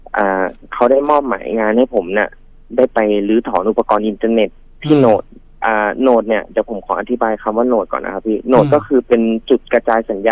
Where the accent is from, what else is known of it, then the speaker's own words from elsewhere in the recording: Rayong, Thailand; ผมเป็นคนระยองอยู่แล้วครับพี